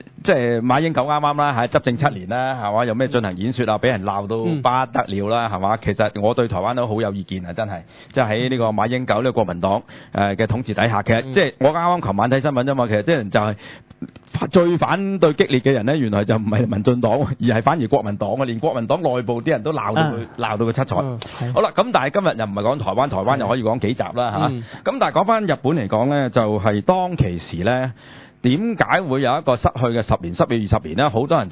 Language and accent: Cantonese; China; 我有一樣嘢都幾憎咧，就係我哋中國人啊，因為大陸咧